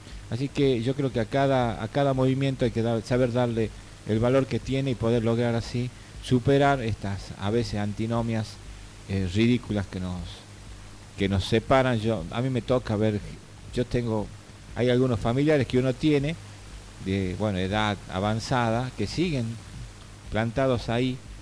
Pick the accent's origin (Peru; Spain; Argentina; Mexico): Argentina; Yo no soy peronista, pero rescato sí, como argentino